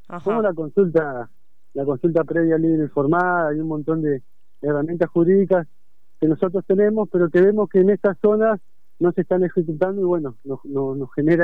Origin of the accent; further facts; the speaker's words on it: Río Gallegos, Santa Cruz, Argentina; born there; Comenzó en Río Gallegos, en Mitubún, donde yo nací.